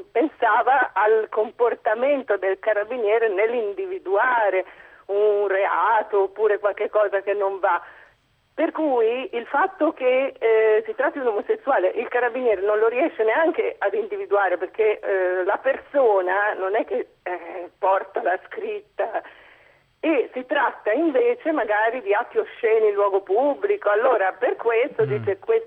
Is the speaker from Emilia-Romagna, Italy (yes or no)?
no; Milan, Lombardy, Italy; sono di Milano.